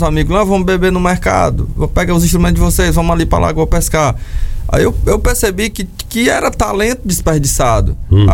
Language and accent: Portuguese; Maranhão, Brazil; Pra eu e o Bidô, a gente é maranhense.